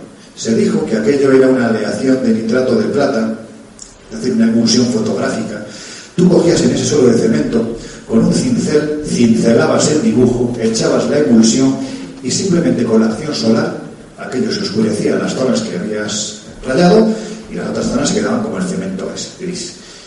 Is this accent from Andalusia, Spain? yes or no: yes; Jaén, Andalusia, Spain; para mí, que soy de Jaén y que he investigado esto